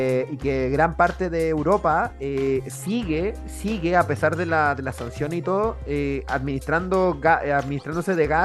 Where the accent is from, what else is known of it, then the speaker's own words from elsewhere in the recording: Chile; Perdón, weón, soy chileno. Tengo que sospechar de Estados Unidos.